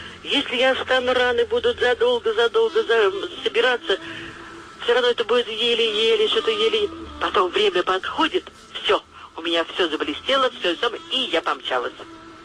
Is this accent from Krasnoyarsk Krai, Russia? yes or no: no; Moscow, Russia; Значит, я москвичка.